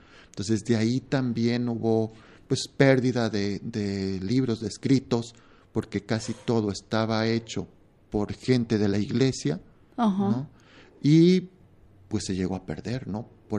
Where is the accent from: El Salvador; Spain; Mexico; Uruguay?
Mexico; sí son temas que a nosotros como mexicanos nos llegan a interesar